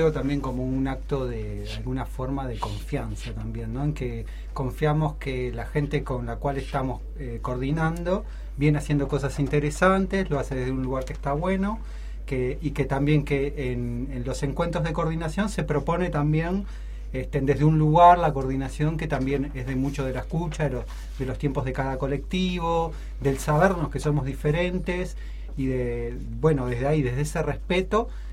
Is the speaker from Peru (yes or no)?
yes; Peru; Si soy peruano también.